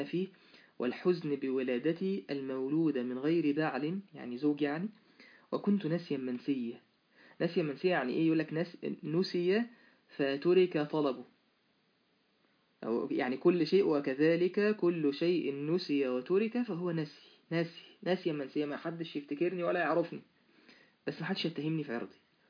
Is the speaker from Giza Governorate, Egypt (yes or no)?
no; Mansoura, Dakahlia, Egypt; وماشي في شارع يعني على عندنا في المنصورة على النيل